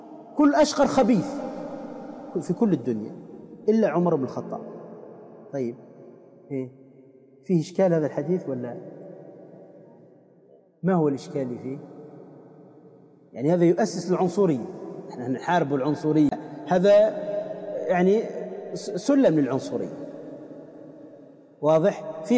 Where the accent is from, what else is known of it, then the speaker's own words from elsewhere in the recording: Tunisia; وأصلا عندنا في تونس تسمى الهريسة